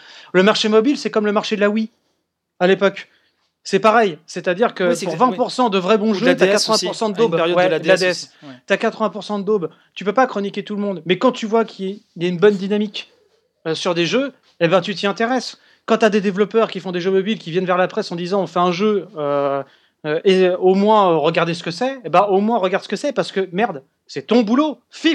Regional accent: France; Je suis français.

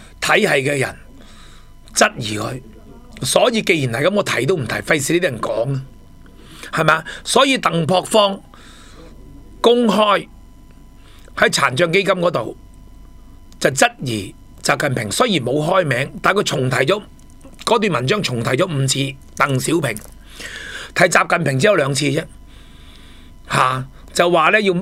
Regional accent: Hong Kong; 喺我哋香港人、喺广东人睇到系笑话一则

